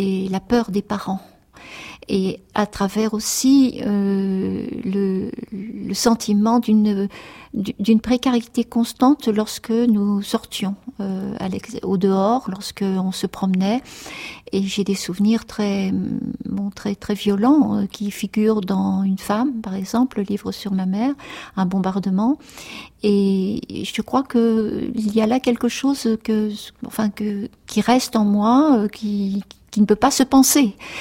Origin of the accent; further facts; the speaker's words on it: Lillebonne, Normandy, France; born there; Je suis née en Normandie, je suis née à Lillebonne, dans une petite ville qui se trouve à 25 km du Havre à peu près, et dans un quartier très ouvrier qui s'appelait La Vallée, donc pendant la guerre. Et mes parents tenaient là un café-épicerie